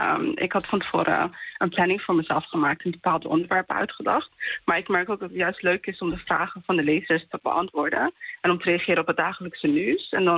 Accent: Somalia; Dutch is a second language; also born or lived in Kenya / Netherlands / England; Ja, ik ben geboren in Somalië en ook opgegroeid in Somalië, maar ook Kenia, Nederland en Engeland. Ik spreek dan ook Somalisch en Engels. Bij mij thuis werd er ook Swahili en Arabisch gesproken.

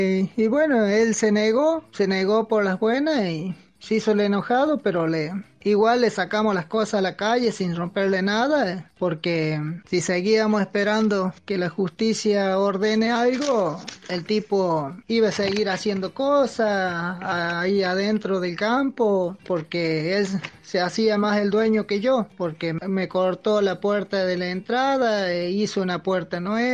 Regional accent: La Encrucijada, Córdoba, Argentina; soy de La Encrucijada, paraje El Escondido, departamento Río Seco, provincia de Córdoba, y pertenezco a la Unión Campesina del Norte.

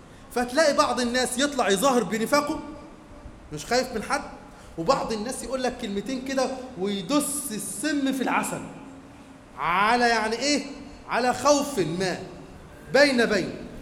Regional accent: Egypt; لكن احنا كمصريين زعلانين عليه ليه قوي كده؟

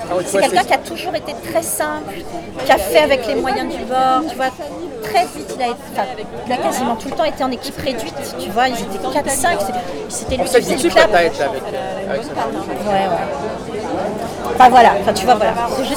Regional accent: Lyon, Auvergne-Rhône-Alpes, France; born there; Ouais, je suis française, je suis née à Lyon, en plus.

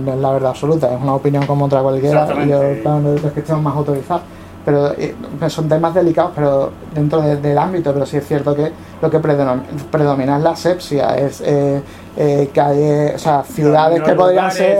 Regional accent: Seville, Andalusia, Spain; somos de la misma quinta más o menos, los que crecimos en Sevilla 80, final de los 80, principio de los 90

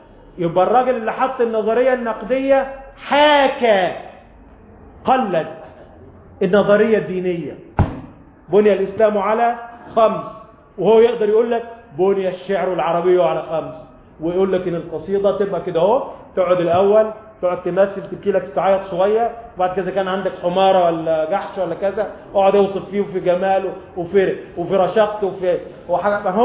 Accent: Sharqia Governorate, Egypt; تعال عندنا في الريف الستات اللي هنا اللي من الريف وستات عندنا في بلدنا في الشرقية

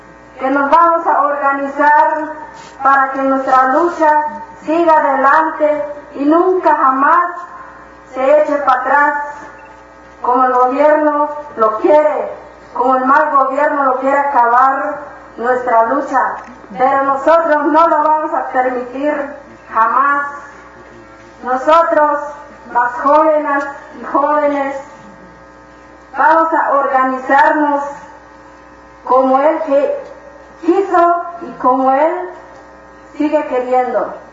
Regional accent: Nueva Victoria, Chiapas, Mexico; Mi pueblo es Nueva Victoria, que es el pueblo donde vivía el compañero Galeano.

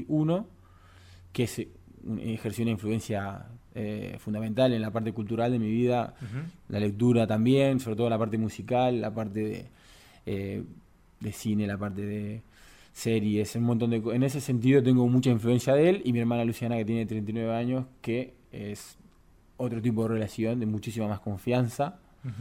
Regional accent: Uruguay; moved away; porque soy un uruguayo que vive fuera de Uruguay. Tengo esa nostalgia y ese gusto mínimo por el tambor

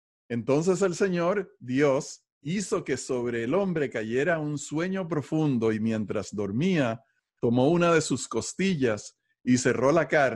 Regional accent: Venezuela; moved away; also born or lived in Puerto Rico; Cada vez que pienso en mi país, me llena de emoción y de calor, porque son las cosas de mi infancia, son las cosas de mi formación

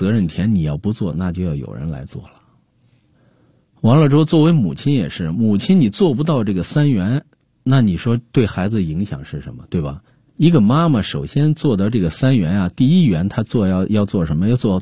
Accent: China; 我们中国人有时候就太随性

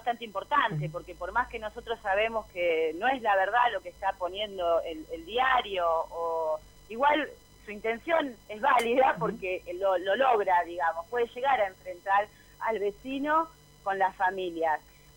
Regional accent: Buenos Aires Province, Argentina; además soy vecina del lugar. Soy de mi barrio natal es el barrio Jardín.

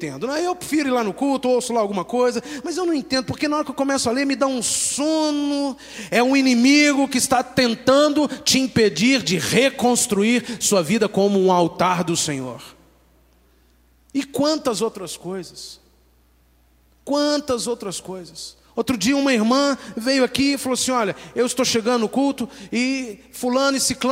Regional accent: Brazil; uma coisa é eu morar no Brasil, sou brasileiro

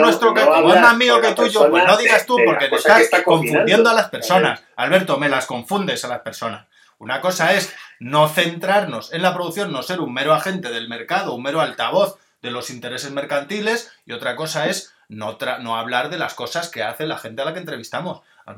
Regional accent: Spain; quizá porque en España somos más de la Castilla, ¿no? Y de la, del humor así tontorrón y de lo costumbrista, ¿no?

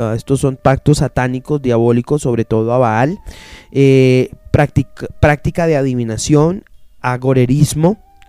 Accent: Colombia; Nosotros como colombianos celebramos demasiadas fiestas.

